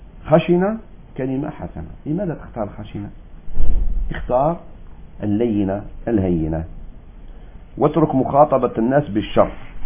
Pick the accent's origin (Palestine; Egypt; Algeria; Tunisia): Algeria; داعي مشهور عندنا في الجزائر